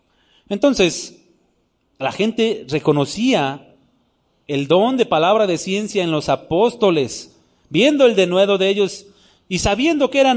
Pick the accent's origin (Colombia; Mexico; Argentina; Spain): Mexico; Nezahualcóyotl, State of Mexico; Yo soy chilango también. De allá de Ciudad Neza, yo soy de Neza.